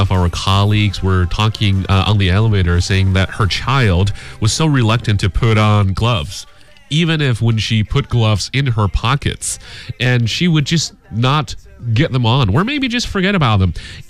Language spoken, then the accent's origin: English; China; you're talking to a Chinese.